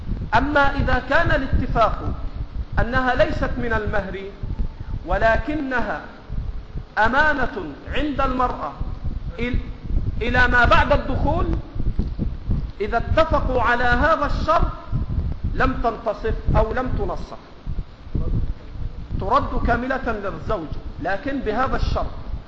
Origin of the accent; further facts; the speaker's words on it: Egypt; accent: Egyptian; ما تاخذه المراه في لهجتنا المصريه اللي احنا بنسميها الشبكه،